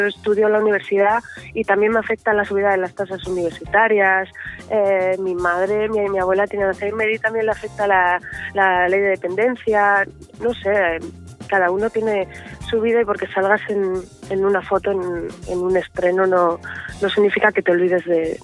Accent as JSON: {"language": "Spanish", "region": "Asturias", "country": "Spain", "said": "Si puedo trabajar en mi tierra sería maravilloso. Si trabajo en una serie que es la de toda España, pues maravilloso también. Me encantaría poder trabajar en Asturias, ¿no?"}